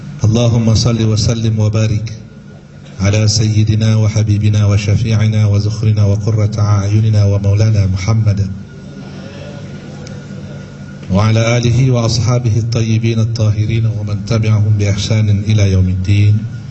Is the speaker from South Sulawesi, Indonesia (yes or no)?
yes; Parepare, South Sulawesi, Indonesia; also born or lived in Malaysia; saya lebih selesa berbahasa dalam bahasa Indonesia, karena saya juga asli dari Indonesia, lahir di Malaysia. Saya dari Parepare, Makassar, Indonesia. Keras kampung dengan Bapak Yusuf Kalla.